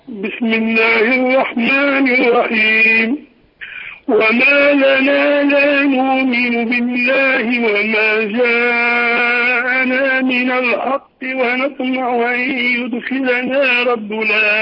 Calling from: Tunisia

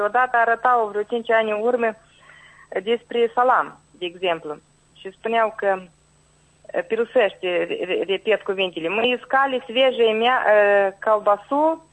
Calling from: Călărași, Călărași District, Moldova; Din Călăraș.

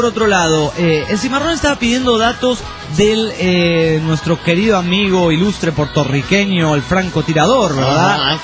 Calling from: Uruapan, Michoacán, Mexico; de Urupán, México.

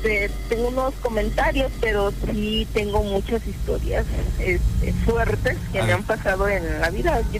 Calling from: Ciudad Acuña, Coahuila, Mexico; hablo aquí de la colonia Cedros, de aquí de Ciudad Acuña.

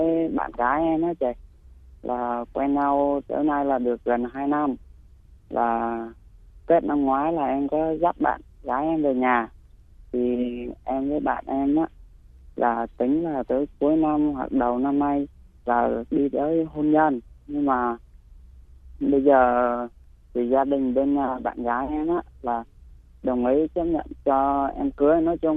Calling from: Bình Dương, Vietnam; em gọi tới từ Bình Dương ạ.

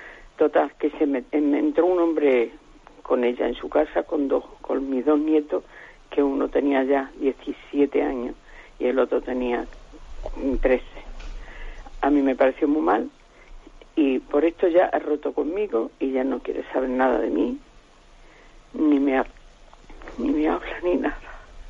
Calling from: Huelva, Andalusia, Spain; Mire, soy de Huelva.

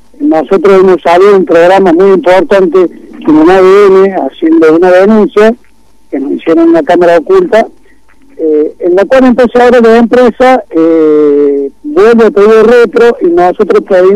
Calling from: Córdoba, Argentina; Buenas noches, gusto estar hablando en este programa de acá de Córdoba.

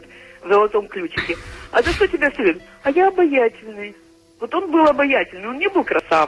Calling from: Chișinău, Moldova; у нас все не так поздно, как в Москве, потому что я вам звоню из Кишинева, но тоже поздно.

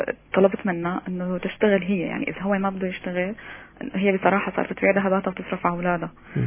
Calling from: Syria; من الشام.

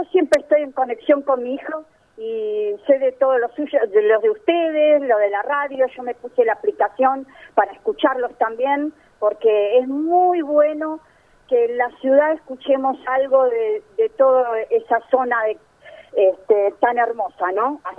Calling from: Buenos Aires, Argentina; en Buenos Aires. Tuve una hermosa experiencia.

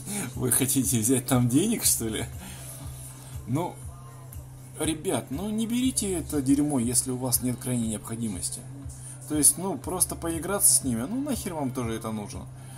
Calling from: Khabarovsk Krai, Russia; Я с низовья Амура

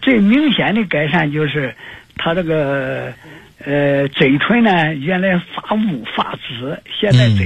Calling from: Nanjing, Jiangsu, China; 我是南京的

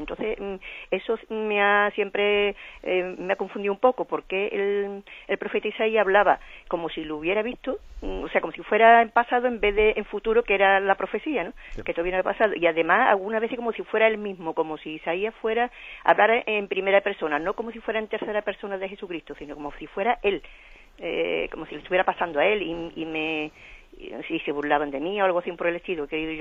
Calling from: Seville, Andalusia, Spain; de Sevilla.

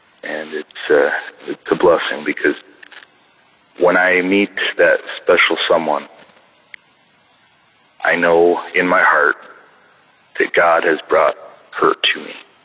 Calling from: Rockford, Illinois, United States; from Rockford, Illinois.

